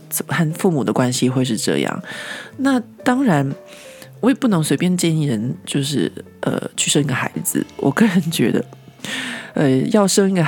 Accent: Taiwan; accent: Taiwanese; now in France; 不管怎么样我都甩不掉就是我的台湾的腔调

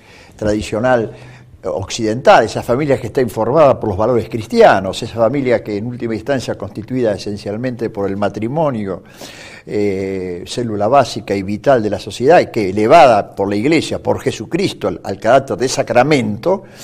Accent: Villa Ballester, Buenos Aires Province, Argentina; Recuerdo, sí, recuerdo. Somos ambos de Villa Ballester.

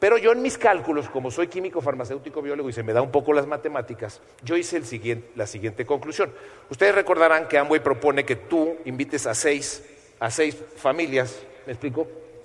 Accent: Mexico; porque yo tenía mucho más contactos que ella, porque yo soy mexicano y es española y tal.

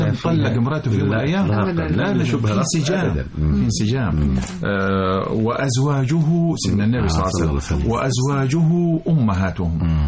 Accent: Salimat, Qena Governorate, Egypt; من بلده سليمات مركز ابو تشت محافظه قنا، وبفخر ان انا من قنا، وان لم اكن من قنا لتمنيت ان اكون من قنا.

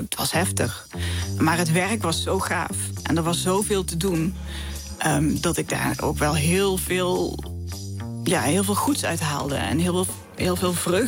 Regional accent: Geleen, Limburg, Netherlands; ik kom uit Geleen in Zuid-Limburg. En het ligt een beetje zo ingeknepen tussen België en Duitsland. En ja, aan het einde van Nederland eigenlijk.

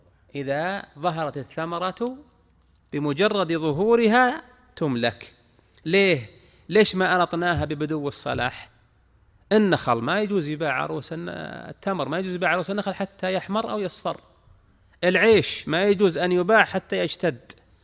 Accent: Al-Qassim, Saudi Arabia; هذا وجد عندنا، نعم عندنا في القصيم

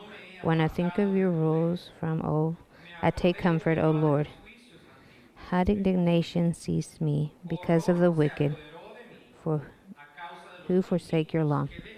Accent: El Salvador; But it was during my time growing up in El Salvador.

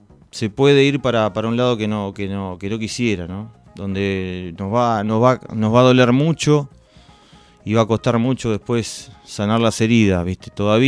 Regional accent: Argentina; los únicos que lo podemos entender somos los argentinos.

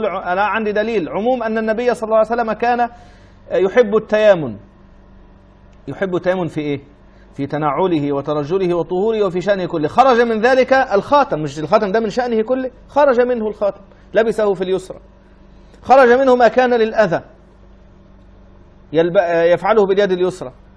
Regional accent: Egypt; moved away as an adult; انا رجل اصلا مطارد من بلدي يا جماعه، انا رجل خرجت من مصر مطاردا لانني وقفت ضد الانقلاب

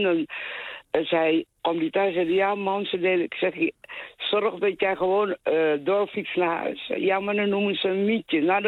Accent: Papua, Indonesia; Ik kom uit West-Papua

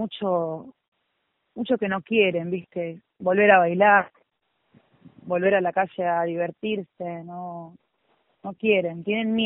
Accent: Buenos Aires, Argentina; Yo entiendo muy bien que nosotros no vivimos en Barrio Norte. Somos del Bajo Flores.

